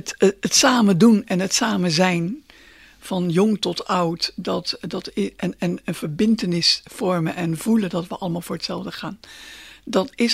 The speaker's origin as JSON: {"language": "Dutch", "country": "Netherlands", "said": "Ik bedoel, wij zijn Hollanders en we zijn gewend om in regen te wandelen en te fietsen."}